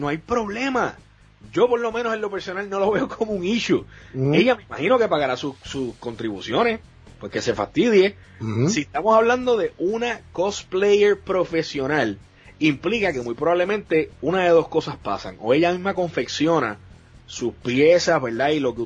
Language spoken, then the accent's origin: Spanish; Puerto Rico; me encanta ver, cada vez somos más, boricuas en la plataforma